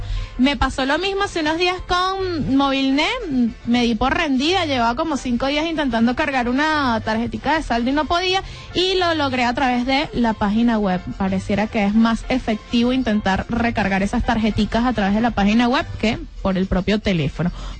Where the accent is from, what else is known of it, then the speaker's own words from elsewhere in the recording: Barlovento, Miranda, Venezuela; soy de Barlovento